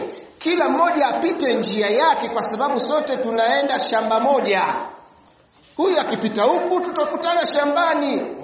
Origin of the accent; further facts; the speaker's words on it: Mwanza, Tanzania; Kule kwetu kuna bwana mmoja anaitwa, kule Mwanza kuna bwana mmoja anaitwa